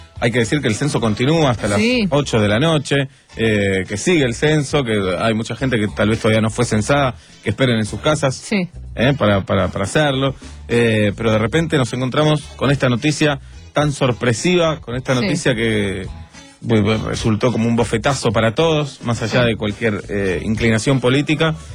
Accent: Argentina; Qué país extraño que somos, qué cosas raras nos pasan como argentinos, ¿no?

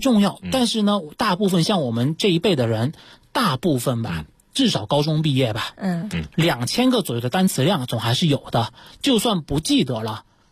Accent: Fujian, China; accent: southern; 那像我是有南方口音的。那我这个还算好的，那我好多同学，因为我福建人

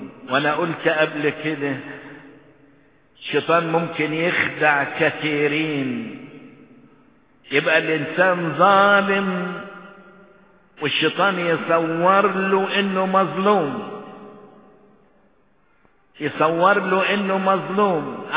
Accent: Egypt; بالنسبة لأحداث بلدنا مصر

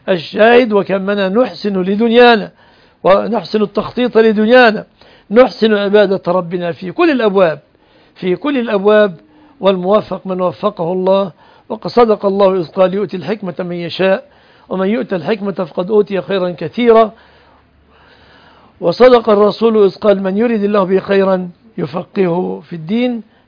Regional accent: Egypt; المذيع لنشرة الأخبار مثلا عندنا في مصر كل كلامه باللغة العربية

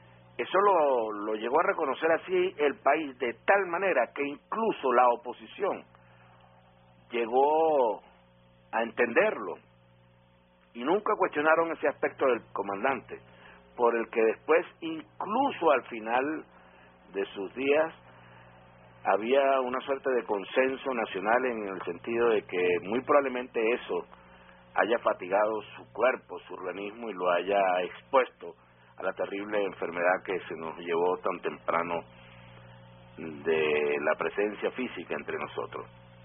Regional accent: Venezuela; da vergüenza como venezolano

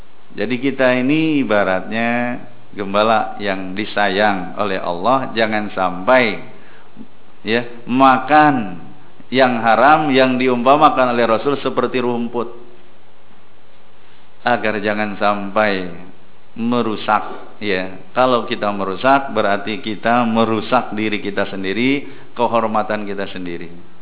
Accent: Jakarta, Indonesia; Masalah mengembala, zaman dulu saya orang Jakarta, yang namanya kita bahasa ngangon kerbau, kalau kita dekat sawah, bapak-bapak yang memang punya sawah pasti menjaga.

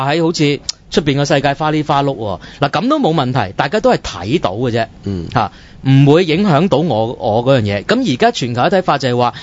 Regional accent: China; 我中國人唔知道自己窮㗎嘛

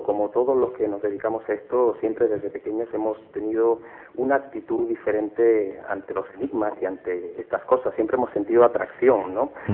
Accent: Málaga, Andalusia, Spain; Date cuenta que yo soy de Málaga, estoy en plena Andalucía

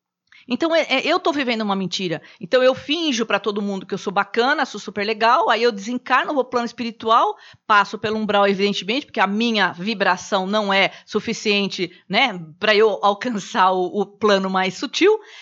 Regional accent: Brazil; eu sou mulher, eu sou brasileira, eu sou palestrante, eu sou espírita, eu sou evangélica

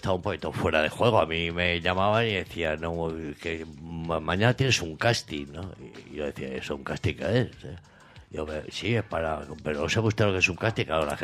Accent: Madrid, Community of Madrid, Spain; Digo, no, mira, tía, yo es que soy de Madrid

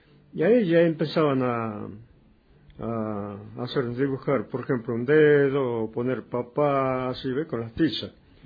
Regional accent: Cafayate, Salta, Argentina; born there; Yo nací aquí en Cafayate, Finca La Rosa, al lado del monte, allá abajo, en la punta de la Alameda, para allá, para el río Yacuchuya. Ahí nacido.

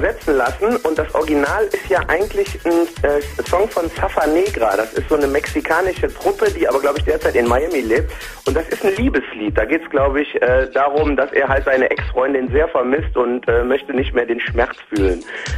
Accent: North Rhine-Westphalia, Germany; Also ich bin hier groß geworden, also ich bin wirklich auch hier in der Nähe von Heinsberg aufgewachsen und habe meine Wurzeln hier

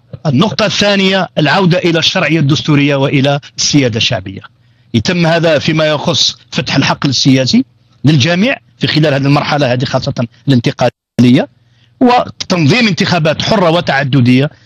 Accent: Algeria; حزب كان أو منظمة مجتمع المدني في بلدنا الجزائر

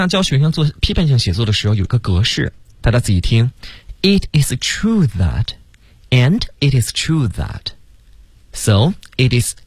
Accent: Beijing, China; accent: Beijing dialect; 对我们北京话就落听

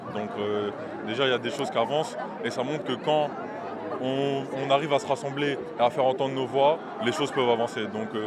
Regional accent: Rouen, Normandy, France; Oui, moi je suis de Rouen, ouais.

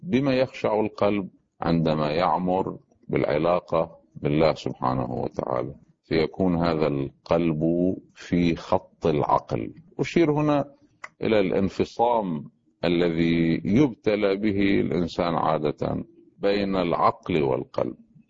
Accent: Lebanon; مثلا عندنا في لبنان

